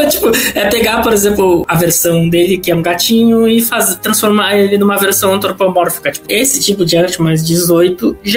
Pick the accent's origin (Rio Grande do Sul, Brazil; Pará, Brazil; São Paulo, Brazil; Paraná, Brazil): Rio Grande do Sul, Brazil; Pelotas; now in Porto Alegre, Brazil; Sou do Rio Grande do Sul, nascido e criado em Pelotas, mas hoje eu moro em Porto Alegre.